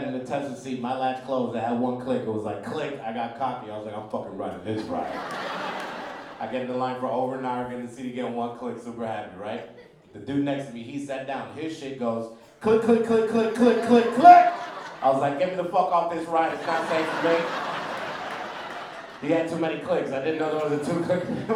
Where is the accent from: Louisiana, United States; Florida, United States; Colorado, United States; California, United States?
California, United States; Los Angeles; And it was weird growing up in East LA, very weird, because I'm the first black kid born into my mother's family.